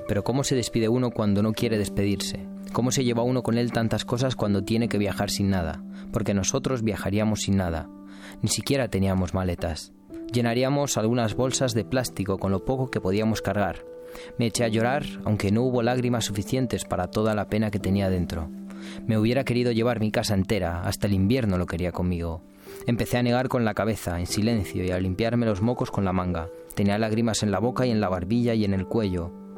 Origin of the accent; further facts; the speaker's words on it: Romania; Spanish is a second language; now in Spain; Cuando dices que eres inmigrante en España o dices, bueno, yo vengo de Rumanía